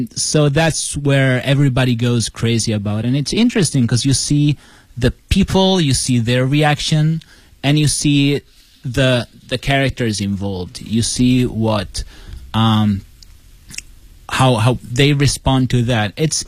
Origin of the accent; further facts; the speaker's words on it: Italy; English is a second language; especially if English is not your first language. Like for me, I come from Italy.